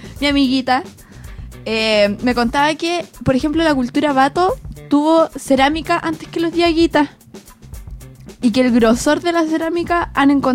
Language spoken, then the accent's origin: Spanish; Chile; aparte nos da un plus a nosotros como chilenos